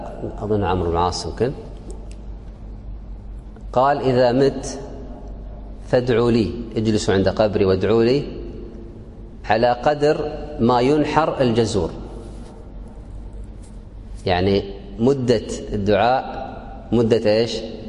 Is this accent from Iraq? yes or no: no; Kuwait; الآن عندنا في الكويت يسمونه الشاهد